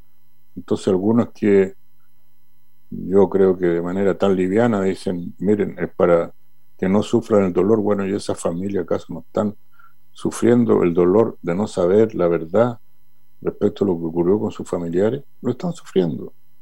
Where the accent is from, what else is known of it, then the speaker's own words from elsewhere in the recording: Chile; Como chilenas, como chilenos, como sociedad.